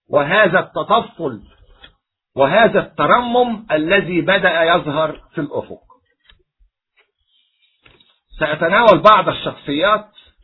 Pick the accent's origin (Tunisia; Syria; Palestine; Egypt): Egypt; كمصري أولا وكقبطي ثانيا وكمسيحي ثالثا